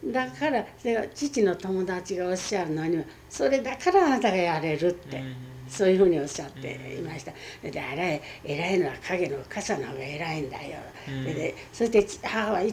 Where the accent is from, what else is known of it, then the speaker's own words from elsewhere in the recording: Tokyo, Japan; also born or lived in Aomori; 親にね、お前は青森で生まれたんだって言われるだけで記憶はございません。だから小さい時にこちらへ、東京へ帰ってきた。